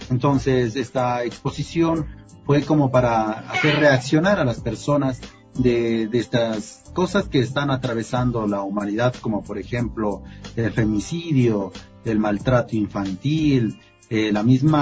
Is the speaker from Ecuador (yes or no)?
yes; Ecuador; Bueno, en mi país, en mi ciudad, he expuesto en la alcaldía, en la gobernación